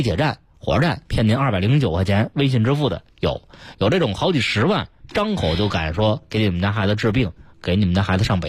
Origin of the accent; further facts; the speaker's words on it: Beijing, China; 我们小时候在磁器口